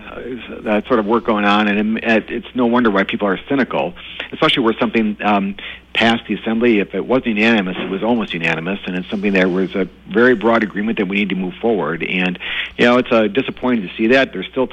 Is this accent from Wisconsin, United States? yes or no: yes; Waukesha, Wisconsin, United States; I was born and raised in Waukesha with a Democratic mom and a Republican dad, and I grew up in an area where it was definitely 50-50, probably leaning Republican.